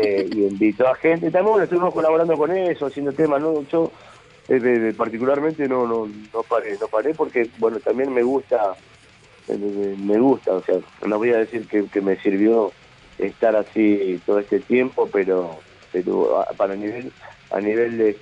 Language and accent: Spanish; Claypole, Buenos Aires Province, Argentina; los que vivimos más cerca es Norberto Oviedo, el guitarrista, y yo, somos de acá de Claypole.